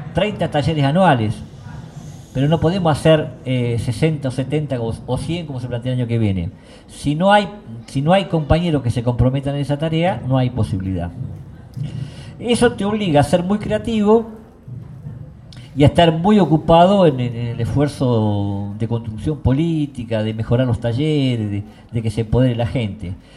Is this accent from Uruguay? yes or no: no; Argentina; cuando vienen que somos argentinos, ya te sale el tema